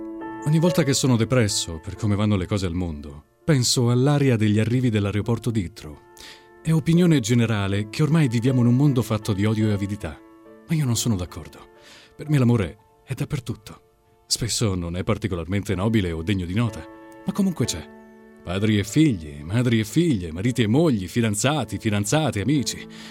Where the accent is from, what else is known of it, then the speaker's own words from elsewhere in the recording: Latina, Lazio, Italy; 28 anni, vengo da Latina.